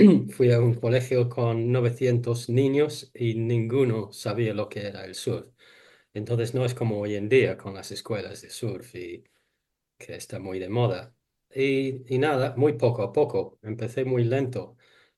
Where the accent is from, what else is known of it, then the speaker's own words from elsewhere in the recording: England, United Kingdom; born there; Spanish is a second language; nací en una ciudad en Inglaterra cerca del mar, al lado del mar